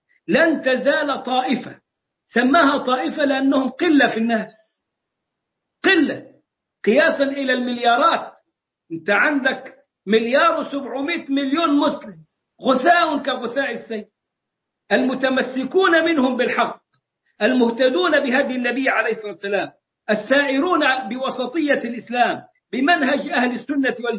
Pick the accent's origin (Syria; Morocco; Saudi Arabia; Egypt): Egypt; accent: Egyptian; نرحرح زي ما بنقول كده في لهجتنا المصرية